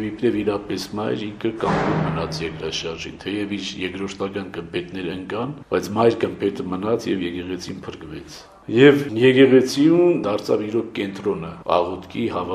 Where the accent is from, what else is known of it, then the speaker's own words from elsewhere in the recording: Gyumri, Shirak, Armenia; Ես գալիս էի տուն իմ ընտանիքին այցելության, որտեւ ես Գյումրից եմ։